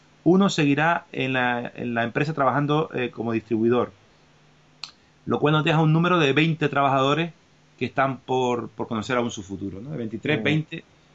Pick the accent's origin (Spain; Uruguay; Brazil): Spain; Canary Islands; Nosotros que somos de Gran Canaria, pues estamos, pues tenemos idea de la importancia que tenía la industria conservera en Gran Canaria